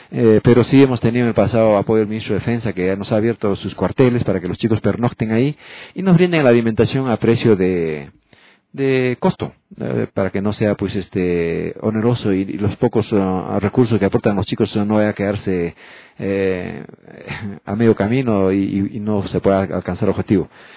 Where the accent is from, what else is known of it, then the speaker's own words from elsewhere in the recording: Peru; Porque yo como peruano vengo por unos días y regreso